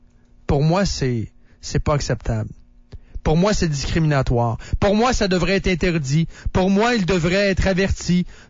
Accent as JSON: {"language": "French", "town": "Shawinigan", "region": "Quebec", "country": "Canada", "said": "Ben moi, je viens de la Mauricie, moi. Je viens de Shawinigan."}